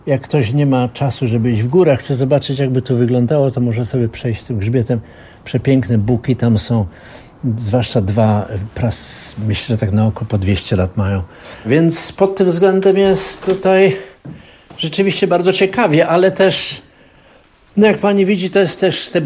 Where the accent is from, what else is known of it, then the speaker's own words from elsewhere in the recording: Katowice, Silesian Voivodeship, Poland; born there; ja właściwie się urodziłem w Katowicach